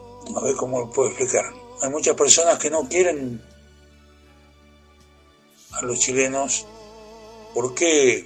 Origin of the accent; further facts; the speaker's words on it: Argentina; el trato que les doy cuando andan por mi tierra. Por aquí, por la Argentina, por la provincia, andan recorriendo.